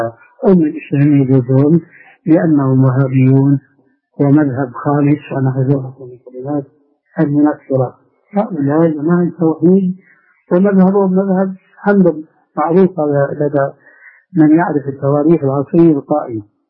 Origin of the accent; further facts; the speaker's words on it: Syria; أنا أذكر من تاريخ حياتي هناك في سوريا